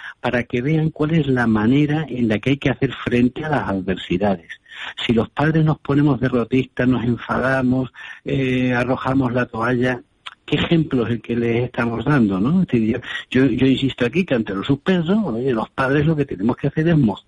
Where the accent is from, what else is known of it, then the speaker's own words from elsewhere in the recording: Valencian Community, Spain; now in Badajoz, Spain; aunque vivo aquí en Badajoz, soy valenciano, ¿eh? Así que encantado de estar ahí hablando para mi tierra.